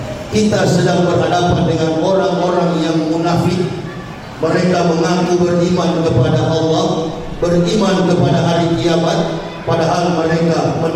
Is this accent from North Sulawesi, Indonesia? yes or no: yes; Manado, North Sulawesi, Indonesia; Saya dilahirkan di kota Manado.